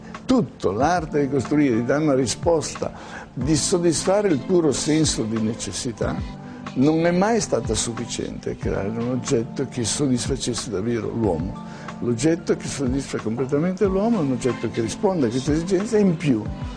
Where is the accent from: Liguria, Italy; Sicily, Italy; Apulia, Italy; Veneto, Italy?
Liguria, Italy; Genoa; also born or lived in Milan; io sono nato a Genova, sono cresciuto a Genova, in realtà sono stato a Firenze poco e sono andato a Milano.